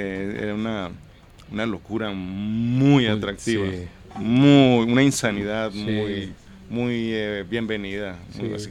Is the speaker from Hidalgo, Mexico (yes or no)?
no; Nogales, Sonora, Mexico; moved away; Y bueno, ese es mi lugar de origen. Así es que yo, por eso digo que yo crecí en Nogales.